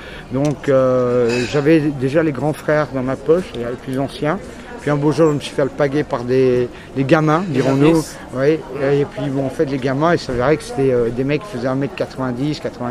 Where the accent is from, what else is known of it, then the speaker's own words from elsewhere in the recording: Paris, Île-de-France, France; also born or lived in Belgium; je suis d'origine parisienne, si tu veux, au départ, avec des origines ashkénazes et séfarades